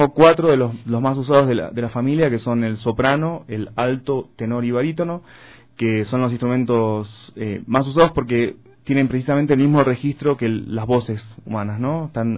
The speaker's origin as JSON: {"language": "Spanish", "region": "Buenos Aires Province", "country": "Argentina", "said": "Bueno, soy de esa zona. No soy porteño específicamente, porque se le suele decir porteños a los que nacieron en la capital federal, ¿no? En la Ciudad Autónoma de Buenos Aires. Pero soy de muy cerca"}